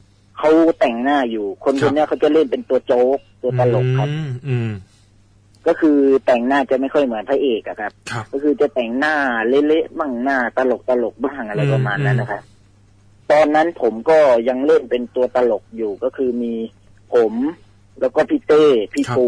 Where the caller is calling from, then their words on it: Rayong, Thailand; อยู่ที่ระยองครับ